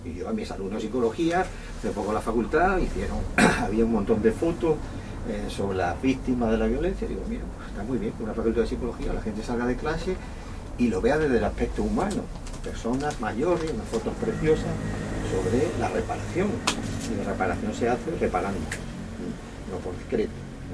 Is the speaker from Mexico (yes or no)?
no; Espera, Andalusia, Spain; yo soy de Espera, en Cádiz, y yo tenía un abuelo de izquierda, muy de izquierda, y un abuelo médico del pueblo.